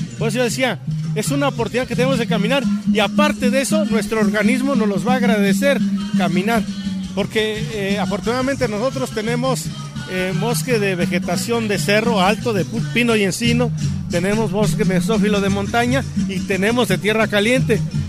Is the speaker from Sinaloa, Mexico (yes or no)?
no; Capulálpam de Méndez, Oaxaca, Mexico; soy comunero de Capulalpan de Méndez, soy ciudadano activo